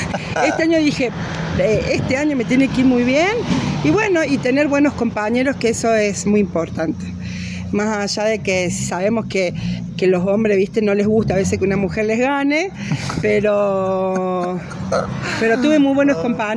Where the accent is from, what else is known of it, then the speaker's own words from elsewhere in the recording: Villa Giardino, Córdoba, Argentina; born there; yo nací acá en Villa Yagardino